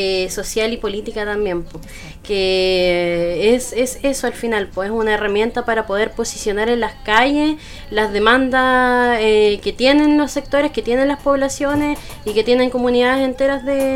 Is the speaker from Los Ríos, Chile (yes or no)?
no; Castro, Los Lagos, Chile; de donde soy yo, que es de Castro.